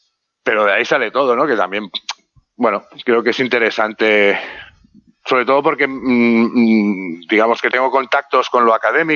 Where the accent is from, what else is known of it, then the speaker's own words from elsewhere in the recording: Barcelona, Catalonia, Spain; Yo soy de Barcelona, soy del barrio del Guinardó y en ese barrio, que está muy cerca del barrio de Gracia